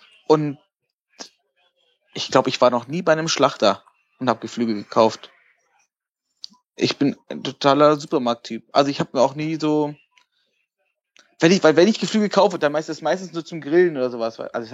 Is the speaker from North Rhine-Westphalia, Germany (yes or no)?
no; Hanover, Lower Saxony, Germany; born there; Nee, ich wohne in Langhagen. Bin geboren in Hannover.